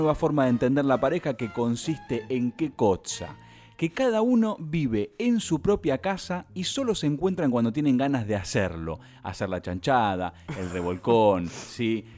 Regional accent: La Plata, Buenos Aires Province, Argentina; Bueno, chicos, ya es la Argentina. Que yo soy platense.

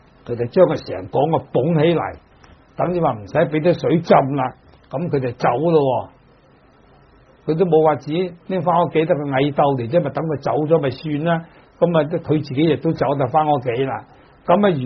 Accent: Dongguan, Guangdong, China; 咁尤其是我哋鄉下東莞咧，就可以講魚塘咧，處處有嘅。

